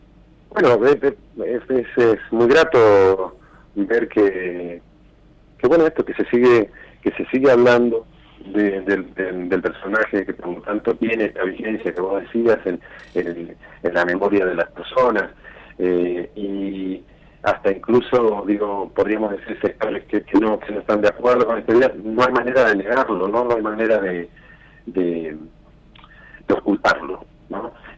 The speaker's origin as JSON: {"language": "Spanish", "region": "Neuquén", "country": "Argentina", "lives_now": "Buenos Aires, Argentina", "said": "Pero yo como que soy neuquino, entonces puedo, aunque estoy en Buenos Aires, identifiqué ese detalle."}